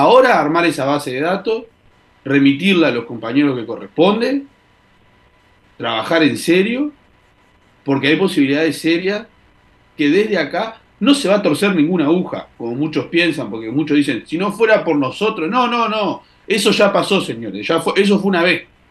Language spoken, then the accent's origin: Spanish; Uruguay; Sí nos compete como uruguayos que vivimos acá